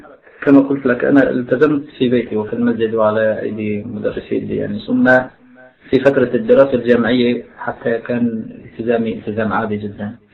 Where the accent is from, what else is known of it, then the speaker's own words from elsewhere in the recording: Aleppo, Aleppo Governorate, Syria; born there; وأنا ولدت في مدينة حلب في سنة 1958، وحلب مدينة معروفة في شمال الشام في سوريا.